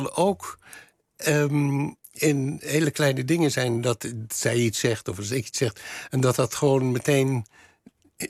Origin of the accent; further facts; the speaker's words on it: Leiden, South Holland, Netherlands; wij komen allebei uit Leiden. Althans, zij is in Amsterdam geboren, maar wij woonden allebei in Leiden.